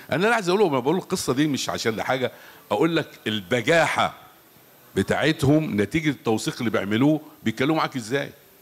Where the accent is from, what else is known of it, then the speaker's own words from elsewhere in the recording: Egypt; لازم يكون عندنا المصريين ثقه كده.